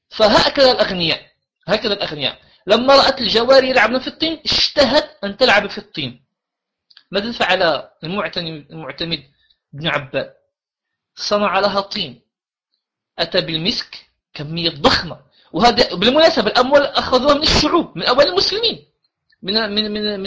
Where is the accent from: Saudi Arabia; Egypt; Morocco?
Morocco; أنا كمغربي في بعض الأحيان أحزن